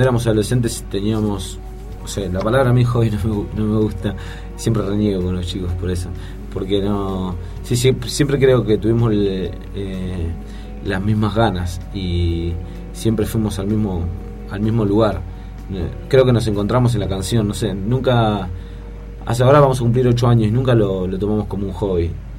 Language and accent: Spanish; Buenos Aires, Argentina; nosotros somos de Recife, provincia de Buenos Aires, lugar de que somos oriundos, nacimos ahí, ahora vivimos acá, estamos instalados acá, pero somos de ahí, muy orgullosos de ser de Recife.